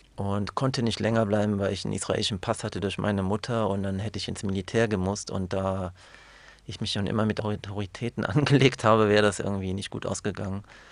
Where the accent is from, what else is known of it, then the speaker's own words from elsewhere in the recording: Germany; Als Deutscher, als Jude, also dass ich da in diesem Konflikt war.